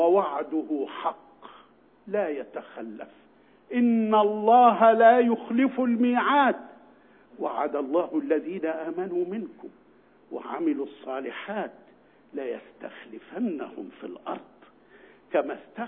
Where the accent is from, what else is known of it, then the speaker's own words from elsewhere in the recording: Egypt; بل إن أمامنا وعدا عظيما وكريما لنا نحن يا أبناء مصر